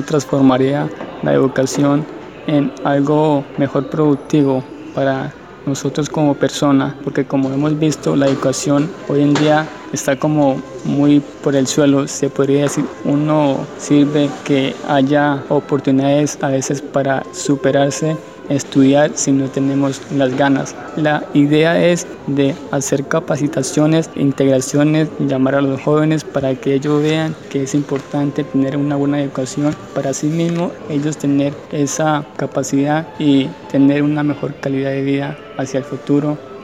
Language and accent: Spanish; Puerto Ezequiel, Putumayo, Colombia; soy de aquí de Puerto Ezequiel, Putumayo, aprendiz de aquí del SENA.